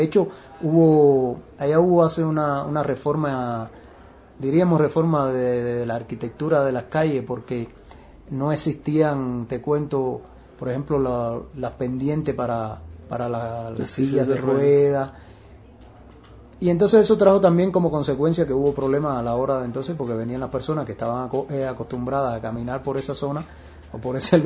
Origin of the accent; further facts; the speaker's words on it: Sancti Spíritus, Cuba; yo soy cubano y soy de una de las primeras 7 villas fundadas en Cuba, en el centro del país, que se llama Santi Espíritu, que es en latín, por supuesto, ¿no? Que es Espíritu Santo el nombre. Y fue fundada en 1514.